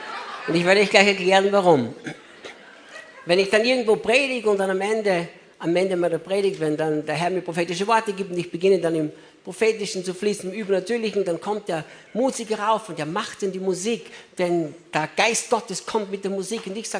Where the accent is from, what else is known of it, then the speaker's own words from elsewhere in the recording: Austria; moved away as an adult; now in United States; als Gott uns damals von Österreich nach Amerika schickte